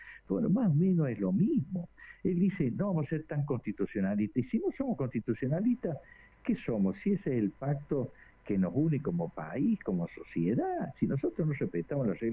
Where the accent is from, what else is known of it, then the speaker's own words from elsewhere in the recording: Córdoba, Argentina; Ayer me ha dado vergüenza ajena, como abogado y como cordobés